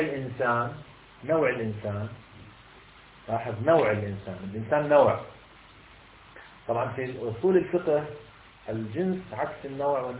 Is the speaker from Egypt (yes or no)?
no; Palestine; أنت أمريكي أنا مثلا فلسطيني